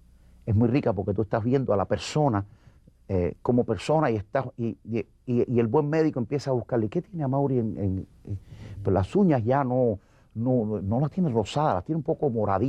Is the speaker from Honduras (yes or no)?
no; Cuba; Yo volví para Cuba, mi pueblo sabía dónde yo había estado y sabía que lo había representado.